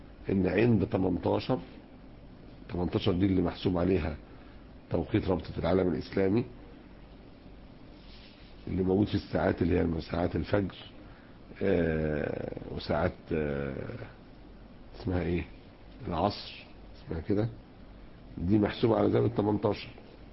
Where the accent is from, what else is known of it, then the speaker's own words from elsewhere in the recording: Egypt; عندنا في مصر اتعملت لجنة